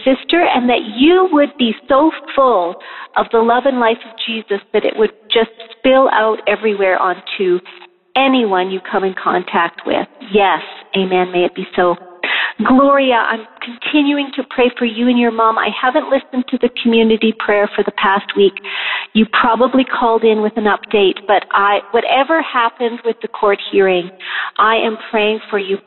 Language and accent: English; Calgary, Alberta, Canada; I'm from Calgary, neighbor